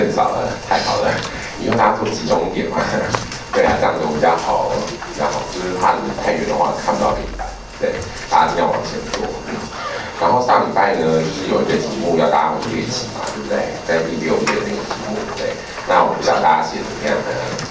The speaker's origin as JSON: {"language": "Chinese", "country": "Taiwan", "said": "不管我们台湾人的协议酒精浓度的承受能力是比德国人高还是低都不管"}